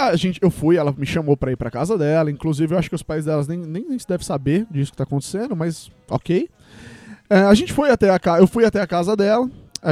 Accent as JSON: {"language": "Portuguese", "town": "Osasco", "region": "São Paulo", "country": "Brazil", "said": "Lembrando que eu sou de Osasco, São Paulo, tá?"}